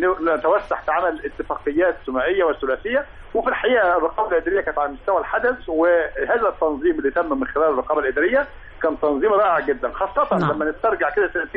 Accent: Egypt; مفيش شك إن إحنا كمصريين بعيدنا عن أفريقيا كتير

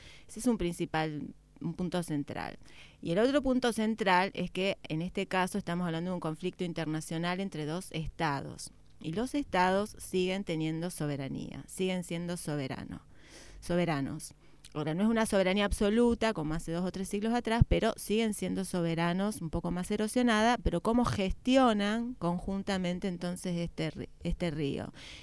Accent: Argentina; primero porque soy argentina

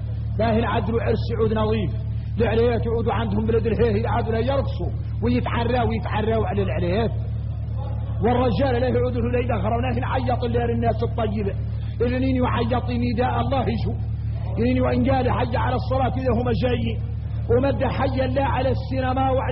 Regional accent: Mauritania; انا موريتاني

